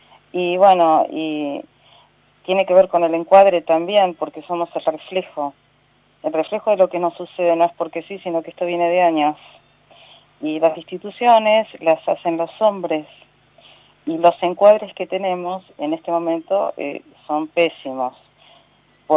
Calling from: Bella Vista, Buenos Aires Province, Argentina; de Bella Vista.

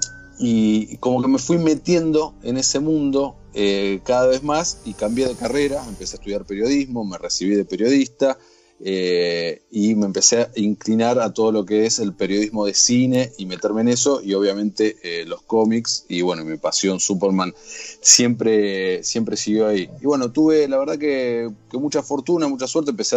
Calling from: Buenos Aires, Argentina; Estoy hablando de Argentina, Buenos Aires, por si no se notó mi acento.

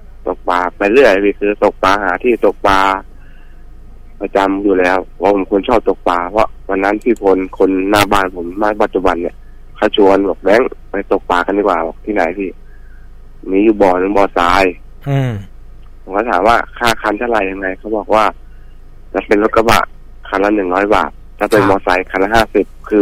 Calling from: Ayutthaya, Phra Nakhon Si Ayutthaya, Thailand; อยุธยาครับผม

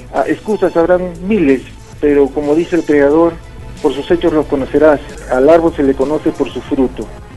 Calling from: Arequipa, Peru; de Arequipa.

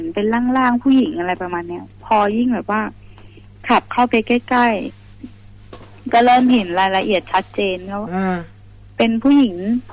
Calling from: Sai Noi, Nonthaburi, Thailand; อยู่ไซน้อยค่ะนนทบุรี

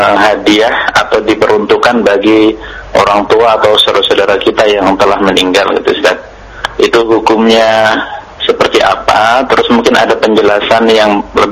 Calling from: Papua, Indonesia; Saya dari Papua, Pak

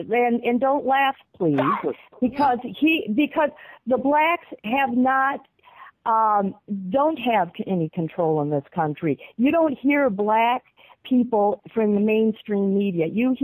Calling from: Wisconsin, United States; from Wisconsin.

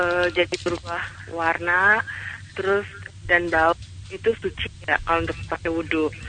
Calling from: Bekasi, West Java, Indonesia; Di Bekasi Timur.

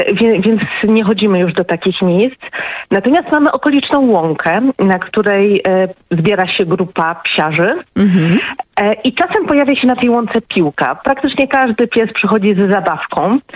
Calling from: Tychy, Silesian Voivodeship, Poland; Nie, ja z Tychów.

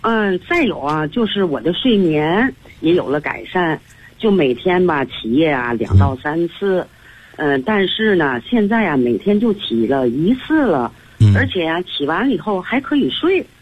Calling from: Tianjin, China; 大家好，我是来自天津的。

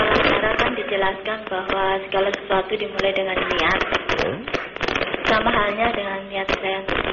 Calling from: Mataram, West Nusa Tenggara, Indonesia; di Mataram.

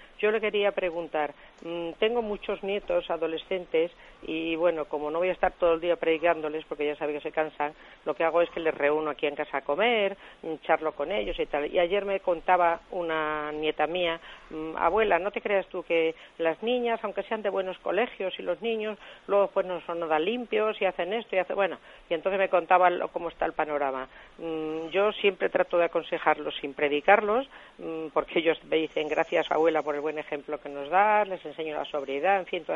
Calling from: Madrid, Community of Madrid, Spain; de Madrid y, bueno

